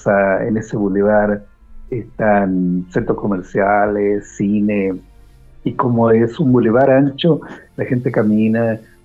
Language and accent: Spanish; Santiago, Santiago Metropolitan Region, Chile; born there; also born or lived in Concepción; Bueno, yo nací en Santiago de Chile. Y yo soy una persona citadina, me gustan las ciudades.